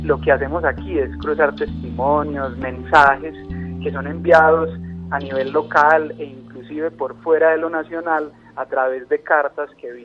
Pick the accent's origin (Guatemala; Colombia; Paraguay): Colombia; es el momento que tenemos que ponernos a prueba como colombianos y como colombianas